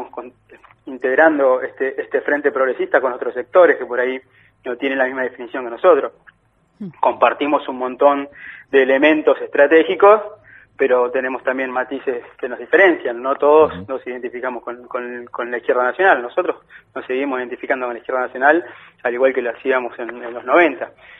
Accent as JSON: {"language": "Spanish", "town": "El Chocón", "region": "Neuquén", "country": "Argentina", "tie": "born there", "said": "Yo nací en el Chocón, provincia de Neuquén, y empecé a militar también en Neuquén"}